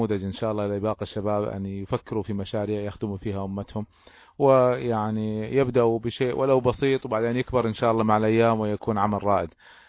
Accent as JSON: {"language": "Arabic", "country": "Kuwait", "said": "وبعضهم كانوا في جهات حكومية عندنا في الكويت وبعضهم كانوا في جهات شعبية"}